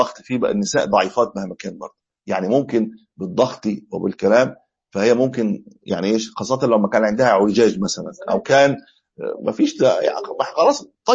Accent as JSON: {"language": "Arabic", "country": "Egypt", "said": "يعني مش ولو رجعوا حاليا في عندنا في مصر مش هيبطل"}